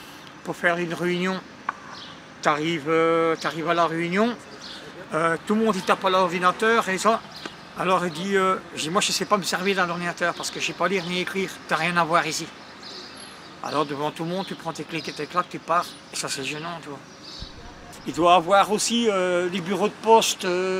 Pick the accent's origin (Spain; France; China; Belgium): Belgium; Tubize, Wallonia; born there; j'ai 55 ans et je suis né à Tubize.